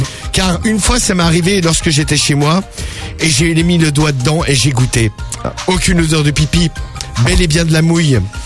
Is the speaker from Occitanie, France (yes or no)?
yes; Salindres, Occitanie, France; Et je suis de Salindres.